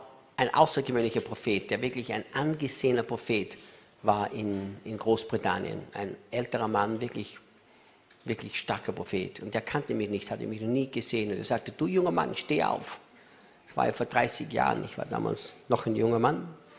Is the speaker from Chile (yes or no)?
no; Austria; Und ich sagte, ich bin Österreicher.